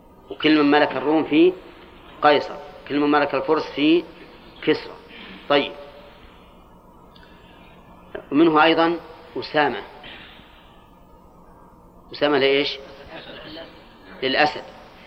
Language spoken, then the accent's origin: Arabic; Al-Qassim, Saudi Arabia; كنية عندنا في القصيم